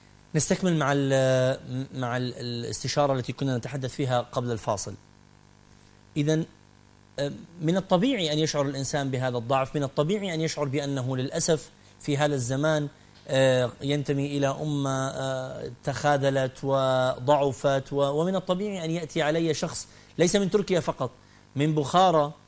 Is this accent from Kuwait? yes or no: yes; Kuwait; also born or lived in Mosul, Iraq / Khobar, Saudi Arabia; now in Jordan; الذي يتحدث إليكم الآن ولد عراقيا، ولدت في العراق في مدينة الموصل نينوى، ووالدتي لبنانية من طرابلس الشام. نشأت في الكويت حيث أعراق وأجناس وأطياف مختلفة. انتقلت بعدها إلى الخبر في المنطقة الشرقية في الجزيرة العربية